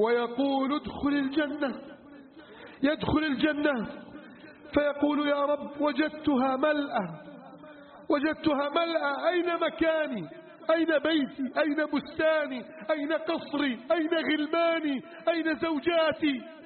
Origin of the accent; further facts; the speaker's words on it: Egypt; واجعل بلدنا مصر آمنا مطمئنا وسائر بلاد